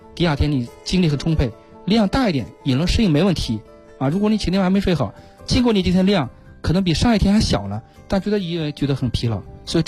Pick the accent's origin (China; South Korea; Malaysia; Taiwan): China; 我们中国人